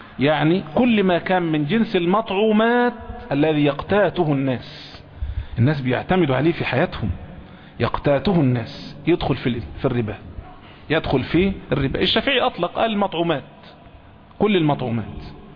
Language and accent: Arabic; Egypt; احنا عندنا في مصر هنا ممكن التمر ما يبقاش قوت